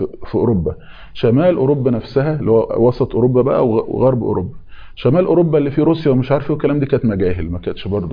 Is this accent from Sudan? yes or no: no; Egypt; عشان احنا برضو مصريين فما بنحسش باللقطة دي